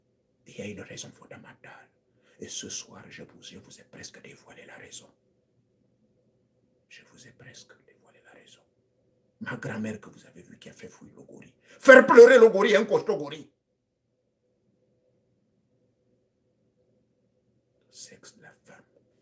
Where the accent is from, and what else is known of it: Gabon